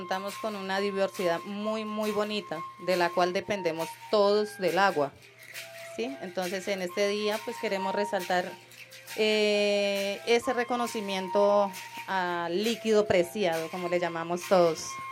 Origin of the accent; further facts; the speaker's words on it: Guainía, Colombia; vengo del departamento del Guainía, que es un departamento un poquito aislado, más rico en biodiversidad y pluricultural, ¿sí? Contamos con un hermoso departamento del cual 80% de los habitantes somos indígenas. Somos varias etnias, está el Curripaco